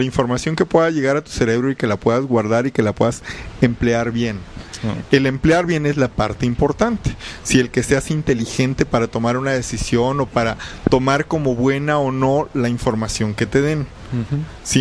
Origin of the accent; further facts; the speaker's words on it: Mexico; el hecho de la cultura mexicana, ¿no? Que somos